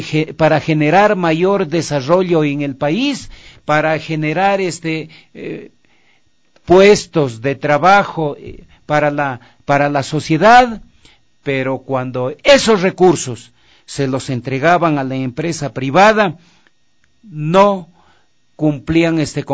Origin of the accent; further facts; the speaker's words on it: Ecuador; Yo no he visto en mi país sector más pedigüeño que el sector empresarial, no. Los propósitos podían ser buenos, pero no eran reales. Ahí había todo un engaño al pueblo ecuatoriano para arrancar los dineros del gobierno de turno.